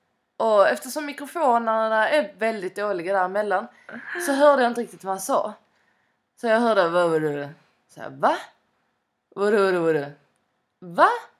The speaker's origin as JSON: {"language": "Swedish", "region": "Skåne", "country": "Sweden", "said": "Men nu får jag tillägga att jag som skåning har faktiskt klarat mig i Stockholm ett helt år."}